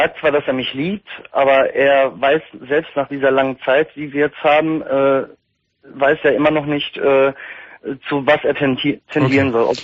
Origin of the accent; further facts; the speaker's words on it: Recklinghausen, North Rhine-Westphalia, Germany; Ich komme aus NRW, Recklinghausen.